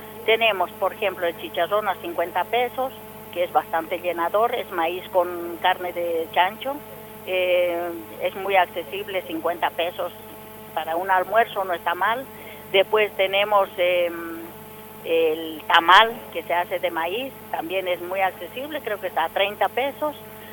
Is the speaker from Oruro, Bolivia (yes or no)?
yes; Oruro, Bolivia; now in Mendoza, Argentina; soy procedente de Oruro, Bolivia.